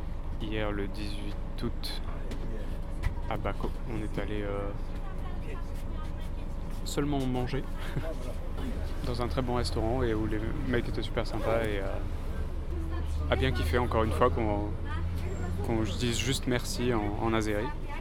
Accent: Paris, Île-de-France, France; un truc qu'on a remarqué quand même à chaque fois qu'on dit qu'on vient de Paris

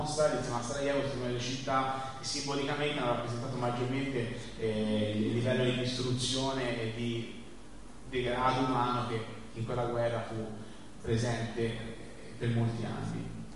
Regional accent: Livorno, Tuscany, Italy; Qui siamo all'isola di Elba, invece, che è terra mia, così io sono di Livorno, quindi vicino alla mia città.

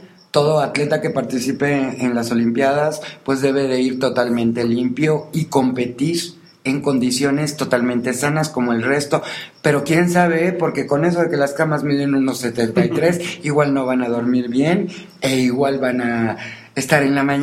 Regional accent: Mexico; Digo, uno como mexicano va ahí y te paras junto a un atleta y pareces un bastón, ¿no?

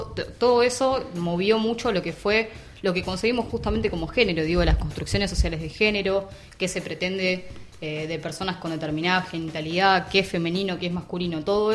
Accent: Lomas de Zamora, Buenos Aires Province, Argentina; Yo soy de Lomas de Zamora.

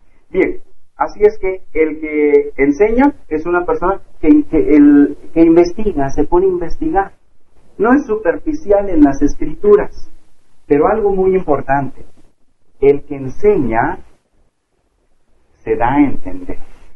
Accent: Alceseca, Puebla, Mexico; incluyendo Alceseca, de donde soy originario

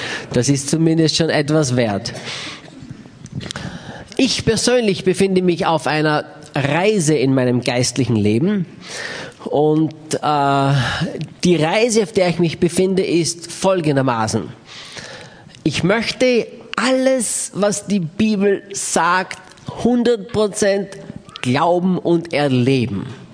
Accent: Austria; bin Österreicher

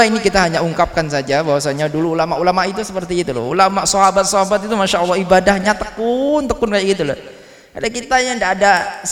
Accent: Tulungagung, East Java, Indonesia; daerah saya dulu di Tulungagung itu juga pernah itu

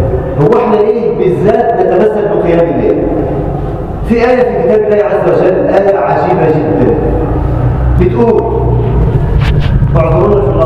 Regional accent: Egypt; اللهم اجعل بلدنا مصر امنا امانا، سلما سلاما، سخاء رخاء

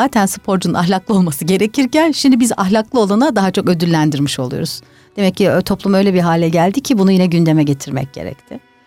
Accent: Ankara, Turkey; Tabii ben Ankaralıyım. Ankara'nın daha böyle sakin bir havası var.

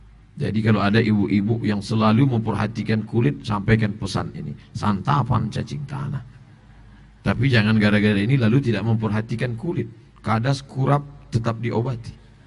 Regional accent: Riau, Indonesia; dari mana? Dari Riau. Orang Jawa apa orang Melayu? Saya orang Melayu.

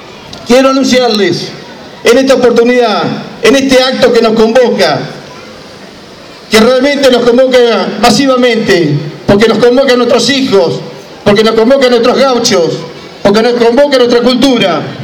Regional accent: Argentina; Y nosotros como los argentinos lo necesitamos más que nunca

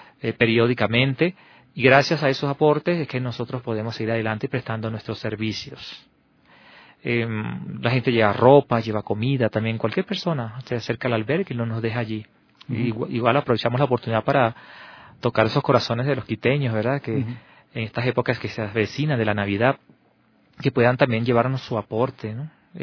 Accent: Venezuela; now in Quito, Ecuador; estoy trabajando allí en el albergue hace 3 meses. Soy venezolano

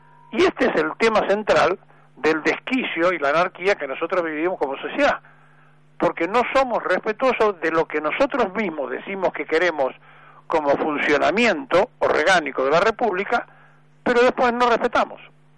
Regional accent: Argentina; porque son argentinos todos, somos argentinos todos.

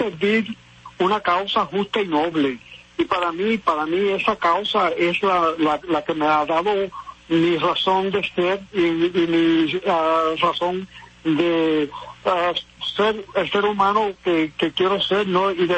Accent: Puerto Rico; visitando todos los municipios, que son 78 en Puerto Rico, visitarlos, dialogar, escuchar, aprender de mi pueblo

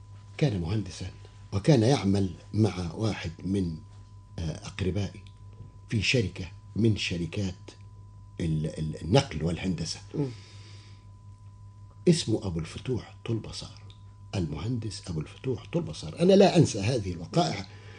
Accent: Upper Egypt, Egypt; also born or lived in Alexandria; قلت والله انا اصلي انا راجل من الصعيد وعشت طول عمري وحتى وانا طالب في اسكندريه بتكلم اللهجه بتاعتي وما حاولتش اني انا اغيرها

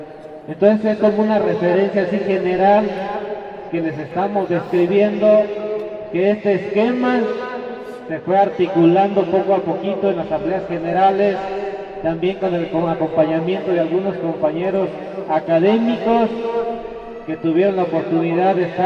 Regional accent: Michoacán, Mexico; Decíamos que aparte de charadenses somos también michoacanos, somos mexicanos

